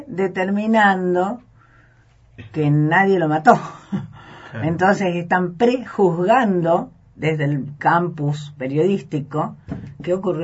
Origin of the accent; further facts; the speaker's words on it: Santa Fe, Argentina; Soy santafesina.